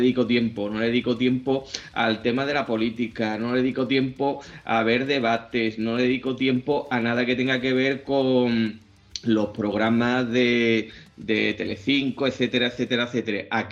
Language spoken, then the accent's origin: Spanish; Seville, Andalusia, Spain; En mi tierra, en Sevilla, evidentemente la gente tiene pasión por el fútbol